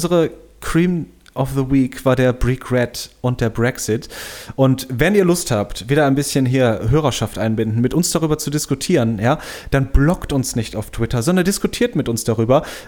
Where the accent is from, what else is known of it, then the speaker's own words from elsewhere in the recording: Bonn, North Rhine-Westphalia, Germany; ich bin vor 3-4 Jahren bin ich nach Bonn-Beuel, wo ich aufgewachsen bin, gefahren